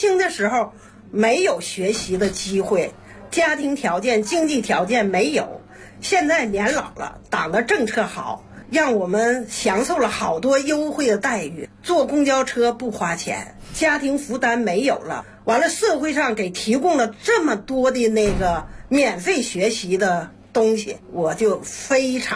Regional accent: Northeast China, China; accent: Northeastern; 因为我是东北人，说话的那个声音口音很重

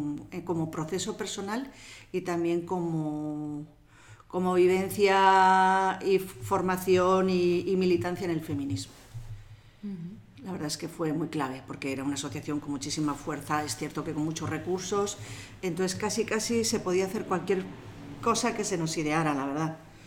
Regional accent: Errenteria, Basque Country, Spain; Bueno, pues yo nací en Rentería, yo soy de Rentería

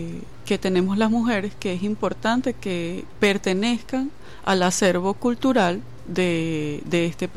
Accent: Caracas, Capital District, Venezuela; moved away as an adult; now in Mérida, Venezuela; Yo soy caraqueña, pero tengo ya como 20 años viviendo en Mérida y haciendo vida cultural allá en el estado de Mérida.

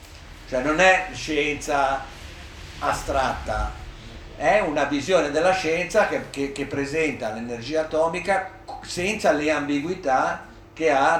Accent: Genoa, Liguria, Italy; io come si dice, sono di Genova, era un po' riservato quando ero bambina

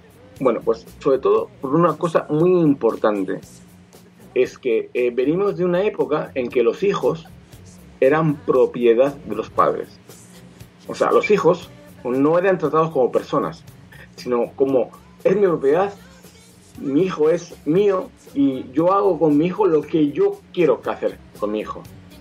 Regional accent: Spain; Y sobre todo para nosotros, como gente española, es una década muy, muy importante.

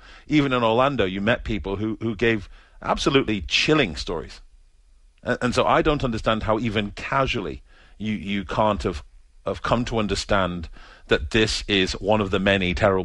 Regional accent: United Kingdom; I think they probably think about it in a very U.S. Perspective, or as a British person would. We think, oh, you embarrassed the prime minister

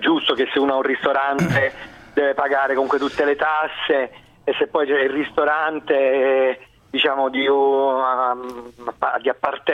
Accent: Apulia, Italy; Senta, persino io che sono pugliese

